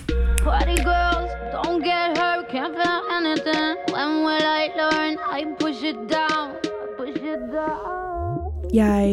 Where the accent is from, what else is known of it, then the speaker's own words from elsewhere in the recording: Copenhagen, Capital Region, Denmark; og jeg er 27 år gammel. Jeg er vokset op på Amager i en lille lejlighed i en andelskompleks.